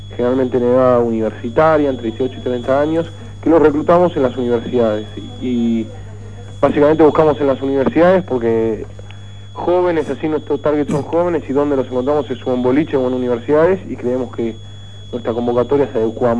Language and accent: Spanish; Argentina; nosotros como sociedad argentina y latinoamericana estamos acostumbrados a ver a gente viviendo, la verdad, como perros sobre el piso de tierra